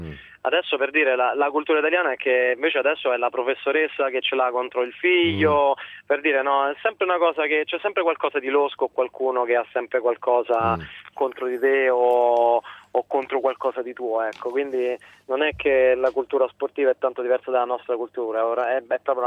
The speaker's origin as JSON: {"language": "Italian", "town": "Rome", "region": "Lazio", "country": "Italy", "said": "io sono adottato qui in provincia di Forlì Cesena, comunque sono di Roma."}